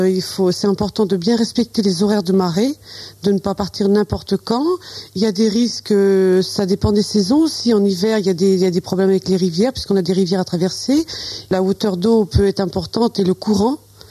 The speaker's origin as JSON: {"language": "French", "town": "Genêts", "region": "Normandy", "country": "France", "tie": "born or raised there", "also_born_or_lived": "Avranches", "said": "De Genet. Je suis née à Avranches et j'ai passé toute mon enfance à Genet."}